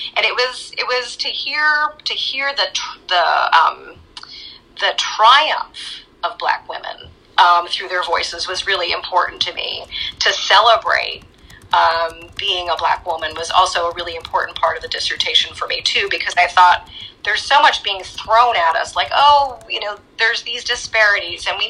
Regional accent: New York, United States; You know, I'm originally from New York, not the city, I'm from upstate New York, about 2 hours north of the city. And so I still keep learning about the South. I am not from here. I've been here 27 years

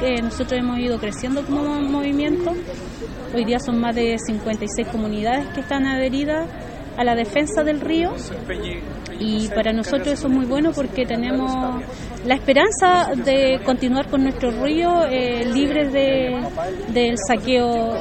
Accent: Coihue, Araucanía, Chile; soy de Coihue, comuna de Cholchol

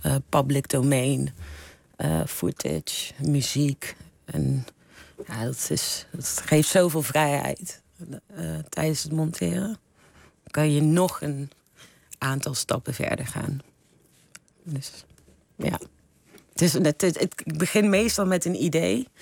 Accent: Eindhoven, North Brabant, Netherlands; moved away; ik ben uit Eindhoven weg met een reden. En, ik vond het heel klein en best wel dorps. En om dan na 20 jaar weer terug te keren... Nee, 20. Na 15 jaar weer terug te keren.

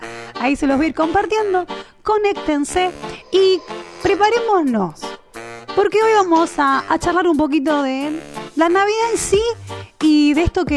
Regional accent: Argentina; como algo que hacía parte de nuestra cultura, de nuestra característica como argentinos, como de la comunidad y del reino de Dios.

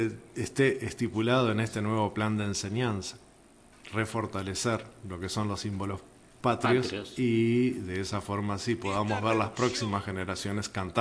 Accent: Uruguay; Yo lo que creo que el factor sorpresa como uruguayo es muy previsor.

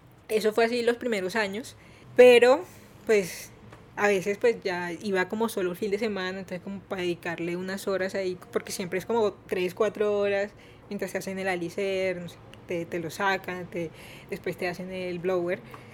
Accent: Barranquilla, Atlántico, Colombia; soy de Barranquilla.

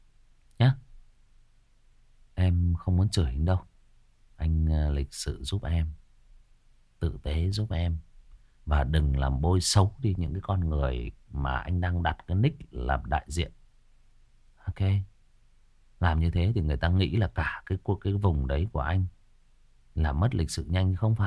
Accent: Northern Vietnam, Vietnam; xin phép tôi là người miền Bắc và tôi tự nhận nó

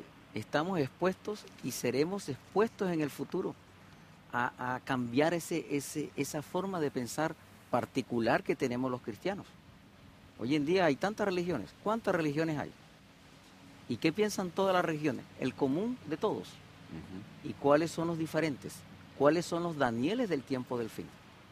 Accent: Colombia; moved away as an adult; now in Chile; Yo vivo en Chile hace 20 años casi, pero yo todavía y todos los días como comida de donde yo vengo.

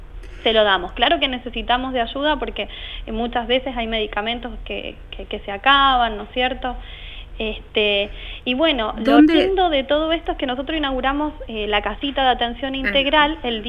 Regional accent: Argentina; Nosotros somos médicos argentinos graduados en Cuba.

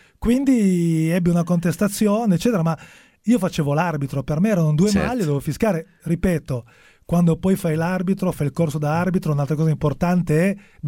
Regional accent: Genoa, Liguria, Italy; born there; da bambino sono nato a Genova, ero genoano.

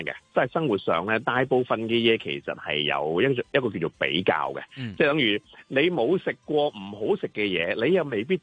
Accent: China; 咁啊小朋友就我哋中国人咧，传统就叫做过咗年

